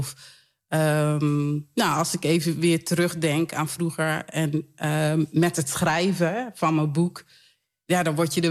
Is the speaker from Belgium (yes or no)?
no; Suriname; also born or lived in Leiden; Na een half jaar ben ik zeg maar naar Suriname gegaan. Toen ik een half jaar werd.